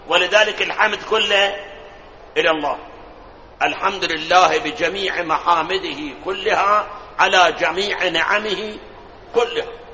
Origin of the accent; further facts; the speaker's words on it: Karbala, Karbala Governorate, Iraq; طبعا بلادنا كربلاء ثلج ما عندنا